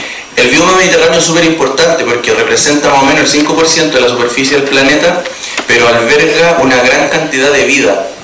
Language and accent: Spanish; Aguita, Coquimbo, Chile; soy de Aguita y por eso le digo así